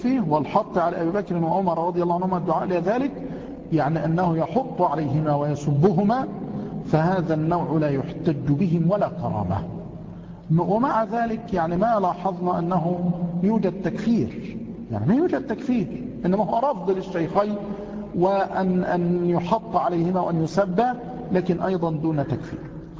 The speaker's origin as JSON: {"language": "Arabic", "town": "Mansoura", "region": "Dakahlia", "country": "Egypt", "said": "قد يكون عندنا في المنصورة خارم، يعني قد يكون خارما عندنا هنا"}